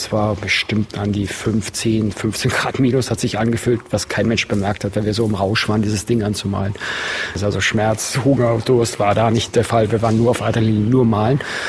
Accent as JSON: {"language": "German", "town": "Buchloe", "region": "Bavaria", "country": "Germany", "tie": "born or raised there", "said": "Ich bin nicht in München groß geworden, ich bin in Buchloe groß geworden. Das ist im Ostallgäu, eine 10.000 Einwohnerstadt."}